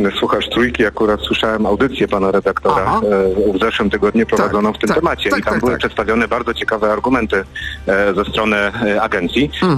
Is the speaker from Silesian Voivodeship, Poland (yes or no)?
yes; Racibórz, Silesian Voivodeship, Poland; ja akurat jestem z Raciborza, tak? Z okręgu rybnickiego. Mamy rzut beretem do Czech